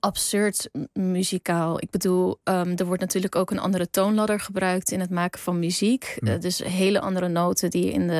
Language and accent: Dutch; Netherlands; born there; ergens ben ik een Nederlander, want ik heb een Nederlands paspoort en ik ben hier geboren, maar biologisch gezien ben ik 100% een Koerd. Er zit geen Nederlands bloed in mij.